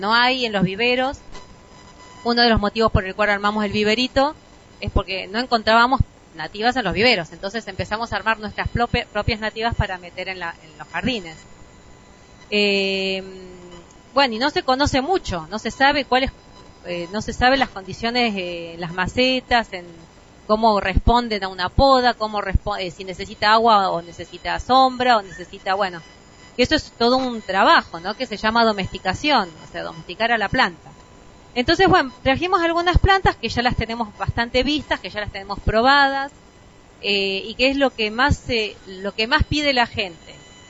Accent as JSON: {"language": "Spanish", "town": "Carpintería", "region": "San Luis", "country": "Argentina", "said": "Venimos de San Luis, de Carpintería, que queda a unos 9 kilómetros de Merlo."}